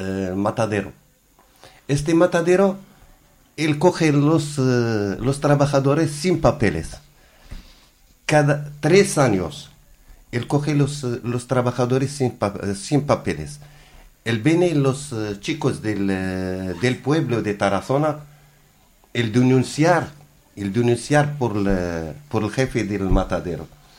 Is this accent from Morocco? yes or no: yes; Morocco; Spanish is a second language; Yo vine de Marruecos, ¿por qué? Por cambiar la vida.